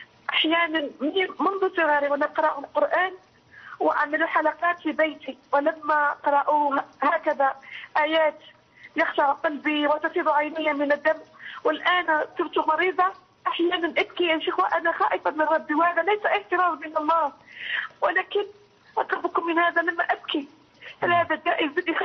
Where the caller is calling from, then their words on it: Algeria; من الجزائر، من فضلك